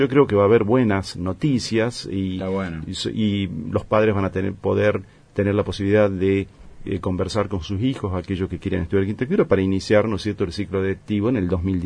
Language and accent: Spanish; Argentina; puedo opinar, ¿no es cierto?, como universitario, como argentino, digamos